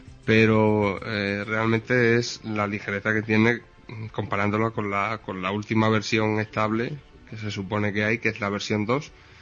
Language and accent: Spanish; Extremadura, Spain; Extremadura, España.